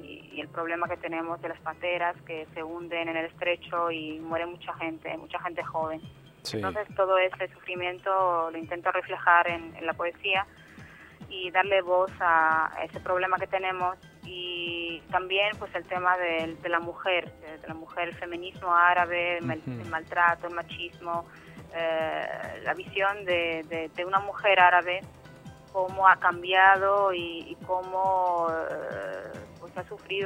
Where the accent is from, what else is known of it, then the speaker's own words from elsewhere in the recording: Morocco; Spanish is a second language; moved away as an adult; now in Spain; Sí, soy de Marruecos. Nacida, nacionalizada en Marruecos y pasado toda la vida en Marruecos, sí.